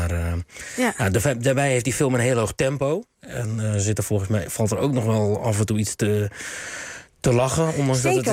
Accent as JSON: {"language": "Dutch", "country": "South Korea", "second_language": "Dutch", "said": "Ja, ik als Koreaan moet dat ook niet doen."}